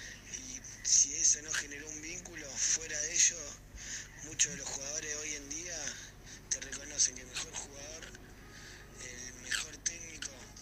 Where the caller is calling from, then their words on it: La Plata, Buenos Aires Province, Argentina; soy de La Plata.